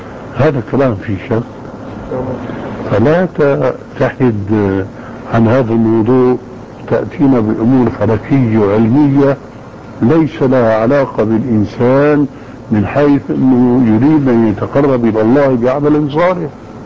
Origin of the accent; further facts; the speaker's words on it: Syria; يقولون عندنا في الشام معنى جواب